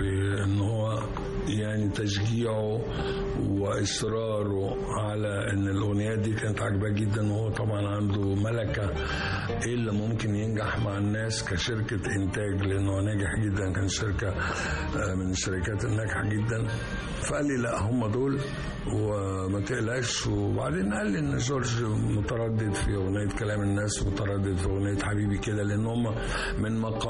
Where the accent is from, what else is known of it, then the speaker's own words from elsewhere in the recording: Egypt; لكن إحنا من مصر تسرب إلينا بشكل جميل.